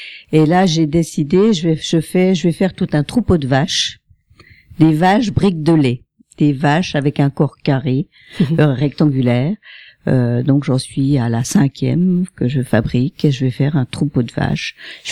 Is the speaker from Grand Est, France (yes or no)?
yes; Épinal, Grand Est, France; moi je suis d'Épinal, donc j'ai le tarif des Spinaliens.